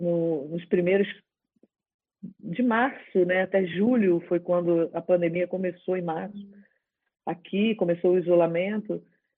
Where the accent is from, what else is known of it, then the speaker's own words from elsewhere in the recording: Rio de Janeiro, Brazil; Eu vivo no Brasil, sou brasileira, né? Sou carioca, nascida no Rio de Janeiro